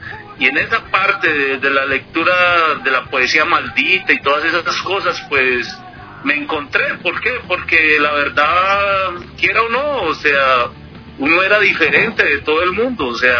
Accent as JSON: {"language": "Spanish", "town": "Popayán", "region": "Cauca", "country": "Colombia", "tie": "born or raised there", "also_born_or_lived": "El Tambo", "said": "yo me crié, digámoslo así, en ciudades pequeñas en Colombia. Yo me crié en Popayán, andé también como por el Tambo Cauca"}